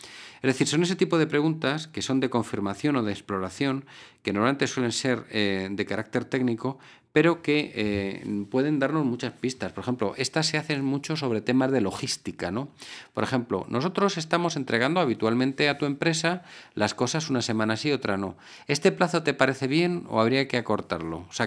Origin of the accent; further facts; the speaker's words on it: Spain; en mi país, en España, hay una región de España reputada porque siempre a una pregunta responden con otra